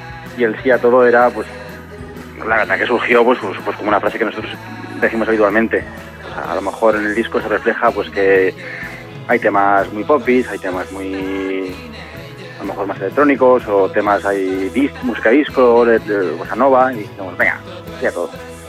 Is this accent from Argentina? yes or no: no; Cantabria, Spain; now in Madrid, Spain; yo que soy de Cantabria lo mismo